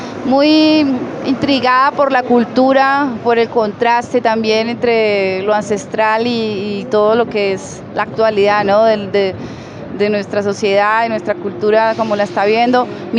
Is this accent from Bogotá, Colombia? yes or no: no; Cali, Valle del Cauca, Colombia; cantautora caleña, vengo desde Cali, Colombia